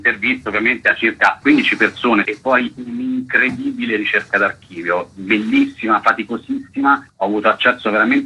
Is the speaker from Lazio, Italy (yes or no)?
no; Perugia, Umbria, Italy; occupato dal 94 al 96 a Perugia, la mia città natale appunto